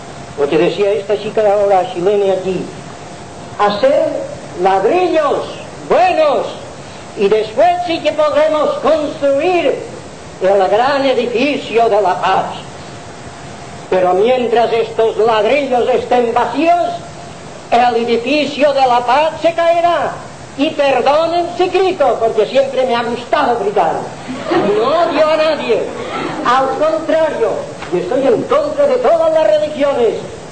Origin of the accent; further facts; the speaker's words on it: Balearic Islands, Spain; soy mallorquín, así es